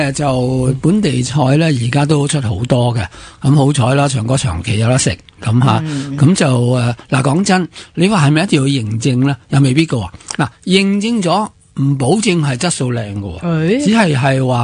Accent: China; 我哋系中国人啦

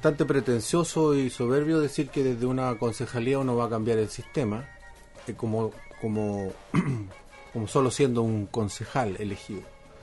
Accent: Chile; Nos tenemos que formar cívicamente como chilenos, como país.

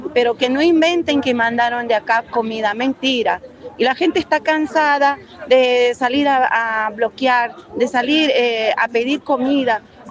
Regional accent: Bolivia; now in Argentina; soy boliviana, vivo años acá.

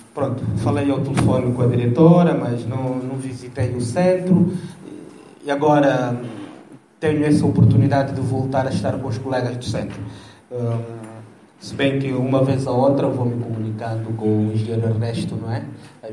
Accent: Angola; nós de Angola, quando saímos de Moçambique, saímos felizes.

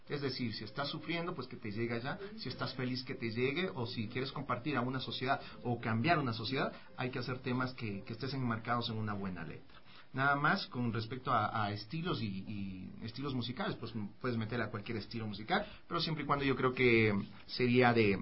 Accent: Ecuador; no, soy de aquí, soy ecuatoriano. Soy ecuatoriano.

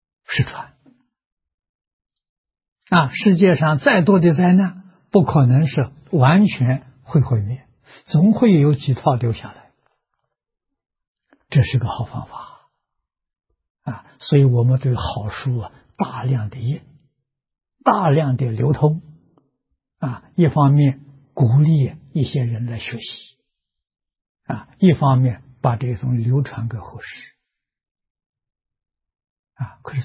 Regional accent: China; 我们中国人讲啊，做一个样板给大家看看

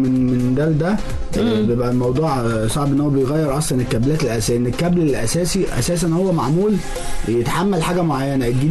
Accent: Egypt; طبعا احنا عندنا في مصر بنعمل تحديث

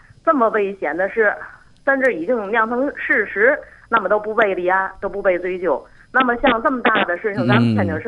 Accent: Tianjin, China; 我来自天津。

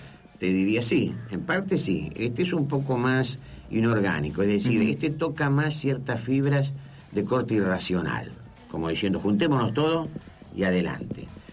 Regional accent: Argentina; porque soy argentino.

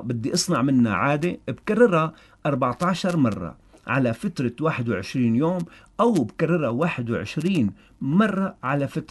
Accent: Syria; ونحن بلد ساحلي سواء بطرطوس أو باللاقي أو حتى بالداخل السوري

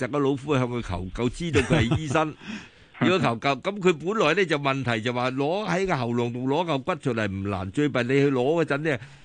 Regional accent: Guangdong, China; 因为我哋广东人就成日讲残鸡。

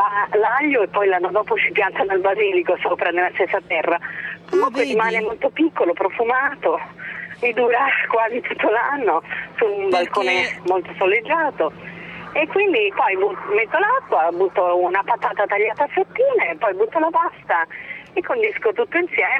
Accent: Liguria, Italy; now in Rome, Italy; Roma, ma sono una ligure trapiantata a Roma.

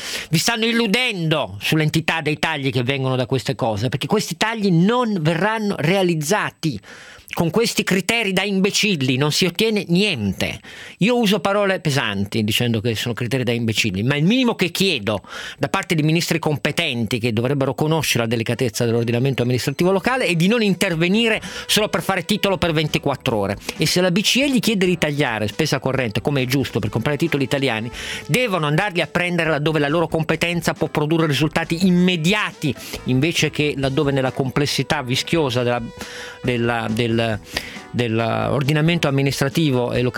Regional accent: Piedmont, Italy; io da piemontese la vedrei così

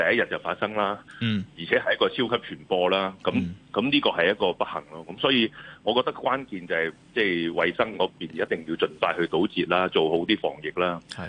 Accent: Hong Kong; 作为香港人，你见到任何爆发，一定系有啲担心啦

